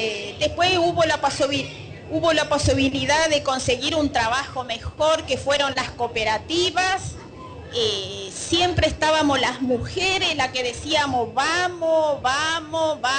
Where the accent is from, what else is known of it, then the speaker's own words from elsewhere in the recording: Formosa, Argentina; vengo de una provincia de Formosa, del campo, donde realmente en el campo, en un pueblito, como todos saben, las provincias del norte, está muy marcado el machismo.